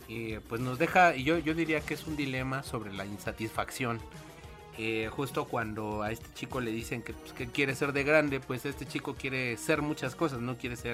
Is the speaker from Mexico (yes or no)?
yes; Mexico; esta fecha que creo que es muy importante para nosotros como mexicanos